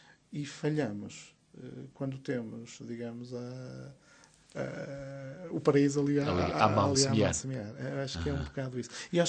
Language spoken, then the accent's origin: Portuguese; Porto, Portugal; Olha, eu sou do Porto, eu venho do Porto